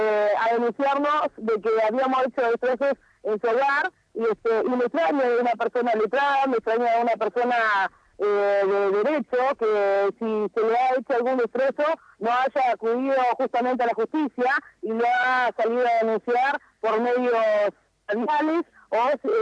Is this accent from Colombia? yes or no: no; Las Heras, Argentina; la localidad de Las Heras, mi pueblo, estaba totalmente sitiado y quedó con miedo.